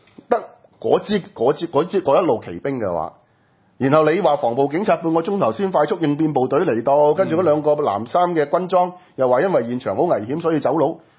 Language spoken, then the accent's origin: Cantonese; New Territories, Hong Kong; 就是外面的人來搞我們新界人。